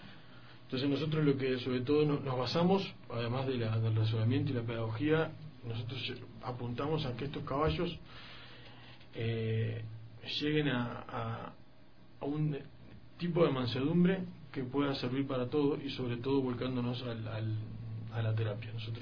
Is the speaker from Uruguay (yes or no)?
yes; Uruguay; now in Ecuador